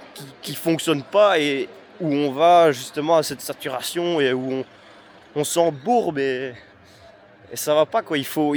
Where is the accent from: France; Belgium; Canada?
Belgium; Wallonia; Moi, je suis wallon